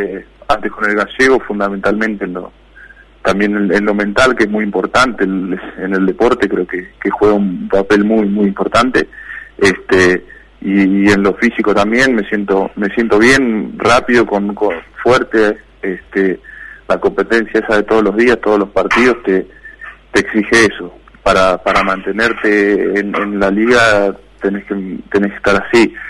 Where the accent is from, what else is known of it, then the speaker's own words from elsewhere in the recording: Argentina; now in Spain; yo como argentino quiero que se solucione y que le vaya bien a todos